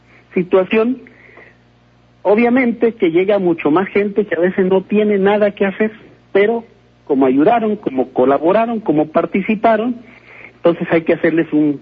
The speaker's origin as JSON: {"language": "Spanish", "region": "Tabasco", "country": "Mexico", "tie": "born or raised there", "lives_now": "Ciudad Juárez, Mexico", "said": "Yo soy de Tabasco. Sí. Allá nací, obviamente, hoy vivo aquí en Juárez"}